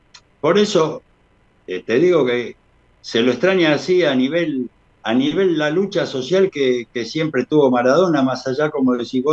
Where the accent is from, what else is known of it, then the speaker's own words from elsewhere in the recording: Argentina; Cuando sos argentino y llegás a Cuba, mirá que fui casi 20 años seguidos a Cuba.